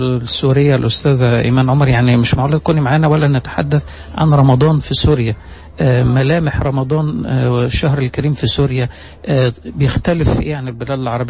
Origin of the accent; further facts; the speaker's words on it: Egypt; مثال مشهور عندنا في مصر